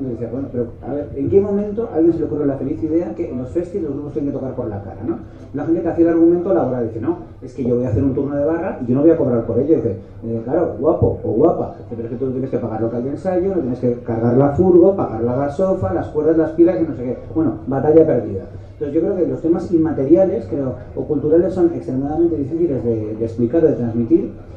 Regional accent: Madrid, Community of Madrid, Spain; es que soy de Madrid, perdón, aquí no sé qué bebéis

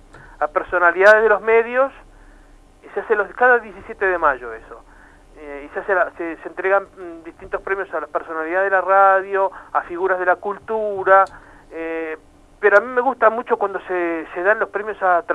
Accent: Uruguay; Para mí, como uruguayo nomás, me encantaría que todos los uruguayos tuvieran la máxima posibilidad de acceder a los medios

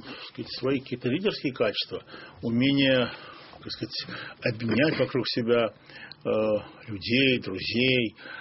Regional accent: Baku, Azerbaijan; в моем родном городе Баку, где я тогда жил

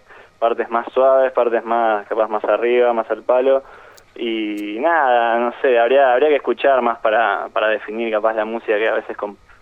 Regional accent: Buenos Aires Province, Argentina; un chico es de Bahía Blanca, y después Matías y yo somos de Zona Sur, pero bueno, ahora, qué sé yo, estamos digamos, en todo lo que es Capital, La Plata también.

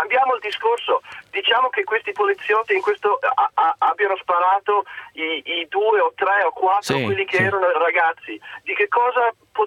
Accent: United States; Io sono un po' una persona strana perché sono un americano qua in Italia.

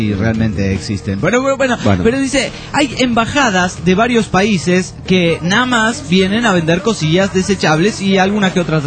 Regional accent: Pénjamo, Guanajuato, Mexico; espero que también manden un saludo a mi pueblo. Maricel, un saludo para el pueblo de Pénjamo, ahí en Guanajuato, México.

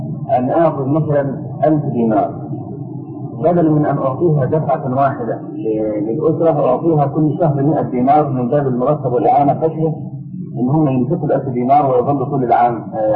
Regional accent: Egypt; يعني احنا عندنا في مصر الموظف ده 40 جنيه مثلا او 50

